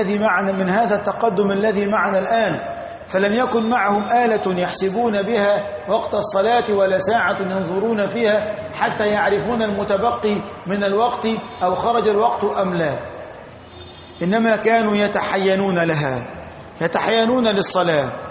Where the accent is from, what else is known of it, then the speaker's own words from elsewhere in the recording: Egypt; أما في بلدتنا مصر لبعدنا عن خط الاستواء ولقربنا من خط العرض